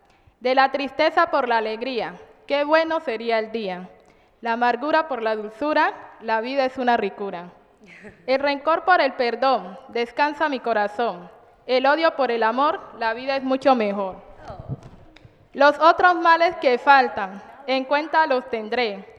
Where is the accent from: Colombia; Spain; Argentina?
Colombia; Bajo Calima, Valle del Cauca; now in Cali, Colombia; vengo del Bajo Calima. La principal razón de reinsertarme acá en Cali